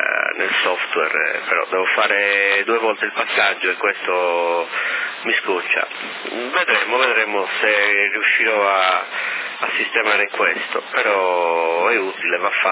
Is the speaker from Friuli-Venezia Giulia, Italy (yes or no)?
no; Sardinia, Italy; noi ci adeguiamo, siamo sardi, ci adeguiamo sempre.